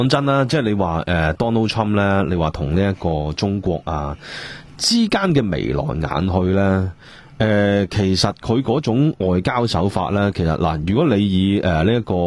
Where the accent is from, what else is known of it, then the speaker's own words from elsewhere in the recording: Hong Kong; 我哋香港人